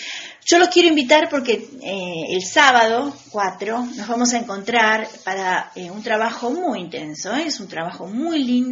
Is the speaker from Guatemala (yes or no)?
no; Argentina; El ángel del encuentro es lo que nos hace falta a este país como argentinos.